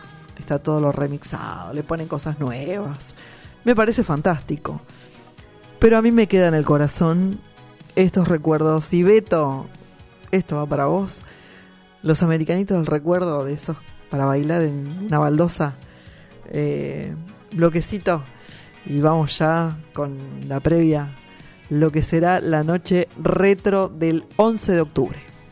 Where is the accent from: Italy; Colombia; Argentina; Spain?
Argentina; Así que nosotros como argentinos, lo repito una y mil veces, tenemos que conocer más nuestro país.